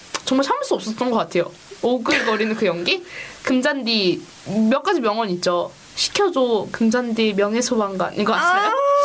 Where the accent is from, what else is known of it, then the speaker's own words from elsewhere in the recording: South Korea; 저희가 한국 사람이라서